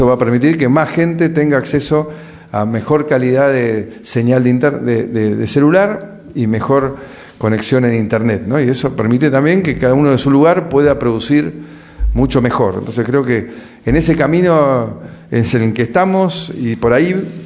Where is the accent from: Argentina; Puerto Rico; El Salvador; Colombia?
Argentina; Y los argentinos, como los brasileños les debe pasar, nos sentimos capaces, talentosos